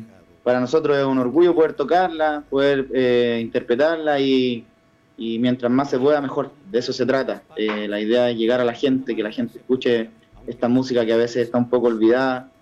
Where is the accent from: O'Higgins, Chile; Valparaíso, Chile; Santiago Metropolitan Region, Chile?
Santiago Metropolitan Region, Chile; Puente Alto; Alguna vez vivimos en Puente Alto, nacimos, nos criamos en Puente Alto.